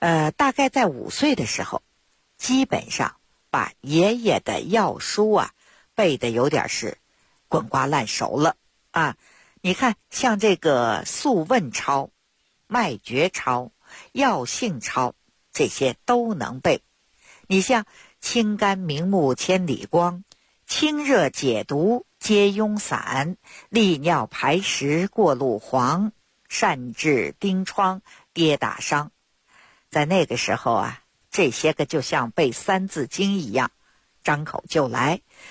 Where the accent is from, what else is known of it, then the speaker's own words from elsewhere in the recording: Beijing, China; 我呢是土生土长的北京人儿。我自小呢出生在一个中医世家， … 我的爷爷我的父亲那都是郎中。